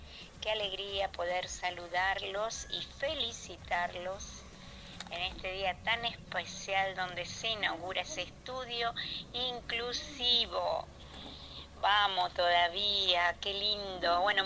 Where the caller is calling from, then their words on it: Funes, Santa Fe, Argentina; Somos de Funes nosotros.